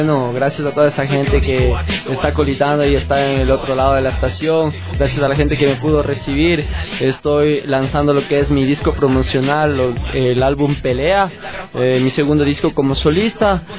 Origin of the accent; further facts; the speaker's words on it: Quito, Pichincha, Ecuador; yo vengo del norte de Quito, loco. En realidad, mis inicios fueron en San Carlos.